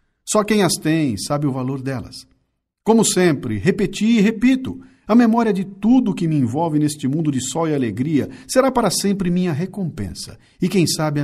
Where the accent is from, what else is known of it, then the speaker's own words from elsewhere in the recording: Bauru, São Paulo, Brazil; born there; now in São Paulo, Brazil; como é bom ser caipira. Eu nasci em Bauru e vim para Capitar com 19 anos para estudar.